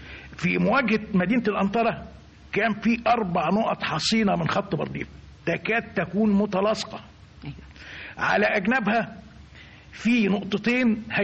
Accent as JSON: {"language": "Arabic", "country": "Egypt", "said": "عنده قناعة بأن استحالة إحنا كمصريين إزاي نعدها"}